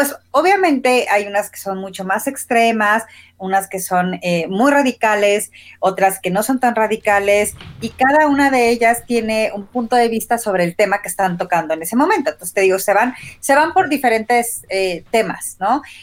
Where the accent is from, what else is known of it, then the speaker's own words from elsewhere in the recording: Morelia, Michoacán, Mexico; cómo ha sido ser feminista en la generación X en México y creciendo en Morelia